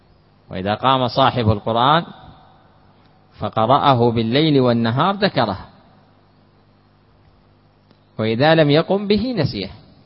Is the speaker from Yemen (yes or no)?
yes; Hadramaut, Yemen; كما تعرفون مثلا عندنا في حضرموت جلسة الشاهي